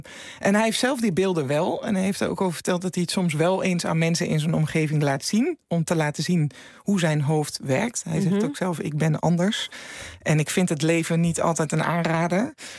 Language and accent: Dutch; Overijssel, Netherlands; Ik kom zelf ook uit Twente, dus ik mag dat zeggen.